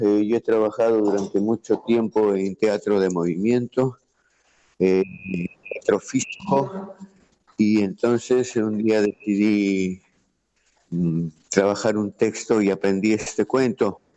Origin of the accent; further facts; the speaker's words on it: Peru; peruano, de paso por aquí, por Argentina, y ya de Buenos Aires de regreso a Lima